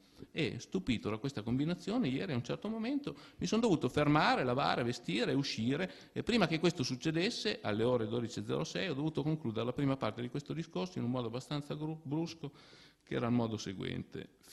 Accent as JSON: {"language": "Italian", "town": "Parma", "region": "Emilia-Romagna", "country": "Italy", "said": "cosa che a Parma, per esempio, io sono di Parma, quando ero giovane io era considerata poco fine"}